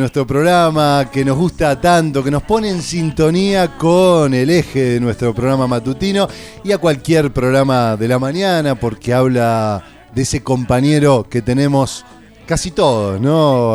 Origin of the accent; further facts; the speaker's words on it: Paraná, Entre Ríos, Argentina; yo recuerdo, yo soy de Paraná y allá ya escuchábamos hace muchos años